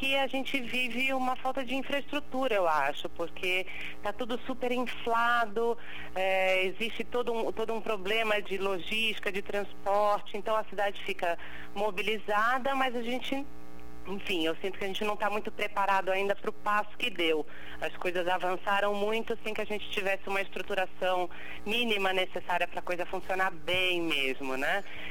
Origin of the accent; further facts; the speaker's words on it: Rio de Janeiro, Brazil; eu passei o carnaval no Rio mesmo, afinal eu sou carioca, né? Então esse ano eu voltei para as minhas origens.